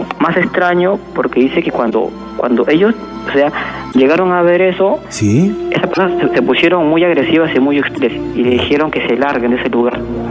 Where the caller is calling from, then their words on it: Villa El Salvador, Lima, Peru; De Villa El Salvador.